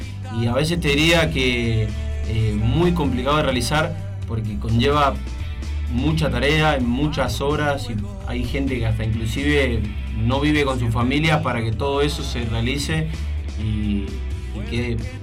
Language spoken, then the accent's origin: Spanish; Mendoza, Argentina; de vuelta a la Argentina después de casi, no sé, 8 meses en Brasil. Estoy de vuelta acá en mi tierra querida, en la tierra del sol y el vino.